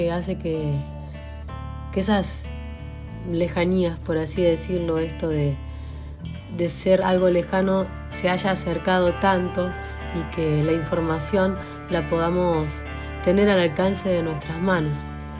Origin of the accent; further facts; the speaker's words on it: Luiggi, La Pampa, Argentina; moved away as an adult; also born or lived in Buenos Aires; now in Agua de Oro, Argentina; Desde chica, viviendo en Luigi, en mi pueblo